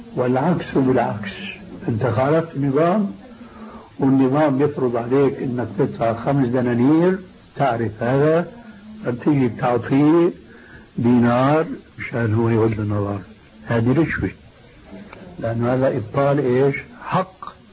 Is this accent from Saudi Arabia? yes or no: no; Syria